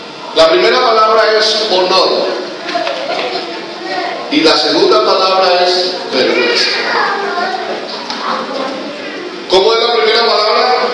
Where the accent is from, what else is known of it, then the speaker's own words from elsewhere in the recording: Colombia; porque nosotros pensamos como colombianos